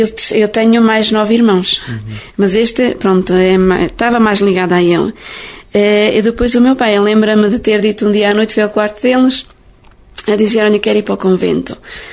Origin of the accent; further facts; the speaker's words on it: Leiria, Portugal; Eu sou de Leiria, diocese de Leiria, da paróquia de Monte Redondo.